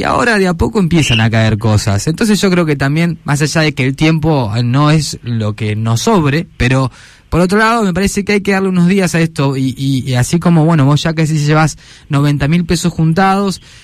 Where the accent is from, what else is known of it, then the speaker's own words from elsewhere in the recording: Roca, Río Negro, Argentina; born there; yo nací en Roca, vivía ya casi 20 años